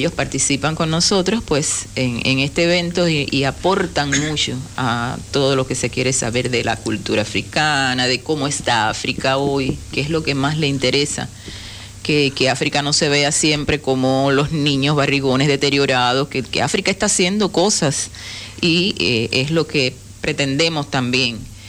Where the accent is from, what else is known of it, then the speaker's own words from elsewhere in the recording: Santiago de Cuba, Cuba; allá somos santiagueros, no sé cómo lo manejan acá